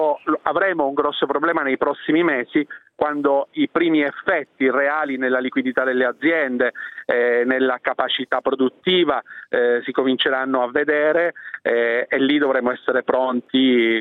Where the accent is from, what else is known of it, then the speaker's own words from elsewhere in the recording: Lombardy, Italy; Io vengo dalla Lombardia e le posso dire che la situazione è disastrosa